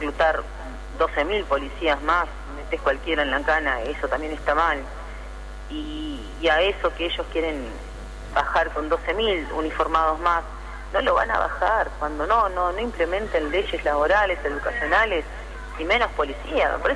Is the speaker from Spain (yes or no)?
no; Tigre, Buenos Aires Province, Argentina; me crié en Tigre y en la época de la dictadura pasaba esto.